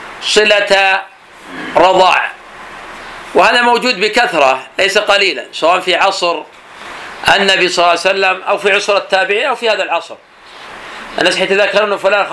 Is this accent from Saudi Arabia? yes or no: yes; Najd, Saudi Arabia; كما يفعل الآن بعض الناس في عادة عندنا في نجد